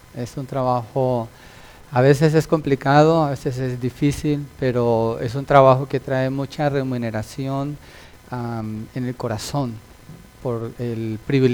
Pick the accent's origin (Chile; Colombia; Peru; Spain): Colombia; moved away; also born or lived in Milpitas, United States; Yo viví en Milpitas cuando llegué de Colombia, hace, en el año del caldo. Oh, de veras, en el 90 viví en Milpitas. Era chiquito, solo